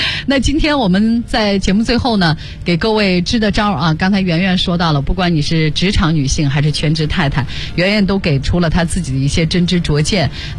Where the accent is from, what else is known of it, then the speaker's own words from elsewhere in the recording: Shanxi, China; 我作为一个山西女孩，